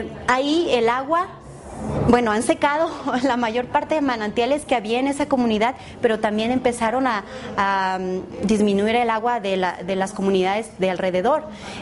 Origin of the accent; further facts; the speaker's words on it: Puebla, Mexico; vengo de México, específicamente del estado de Puebla.